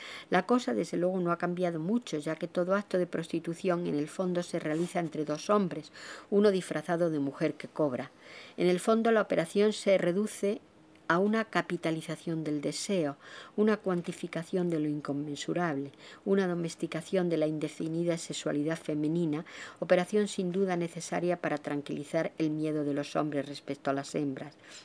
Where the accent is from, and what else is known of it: Extremadura, Spain; born or raised there